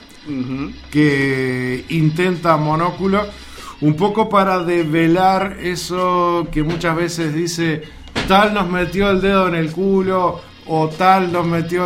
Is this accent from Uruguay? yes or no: yes; Uruguay; uno esté donde esté, ya el solo presentarse como uruguayo se le hace muy fácil todo